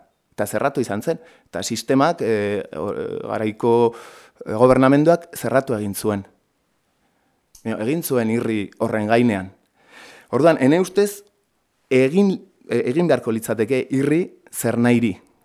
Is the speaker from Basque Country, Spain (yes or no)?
no; Pamplona, Navarre, Spain; ni Iruñetik heldu naiz erran bezala, orduan, Iruñan Espainiako legeriaren menpe gara